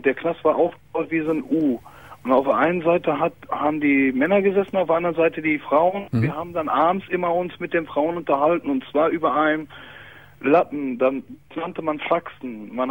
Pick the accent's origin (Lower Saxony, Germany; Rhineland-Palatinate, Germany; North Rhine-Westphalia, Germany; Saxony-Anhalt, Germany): North Rhine-Westphalia, Germany; Herdecke; Wittenwetter, ich komme aus Herdecke.